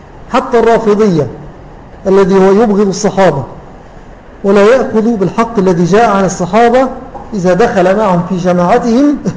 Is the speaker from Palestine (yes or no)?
no; Syria; الذي عندنا في سوريا كتب هذه العبارة في أحد مؤلفاته